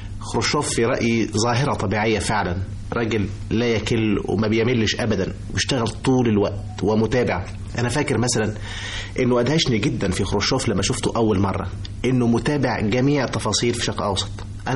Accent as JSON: {"language": "Arabic", "country": "Egypt", "said": "وبحاول اقول له ان انا مصري، واحاول اقول له انا مين"}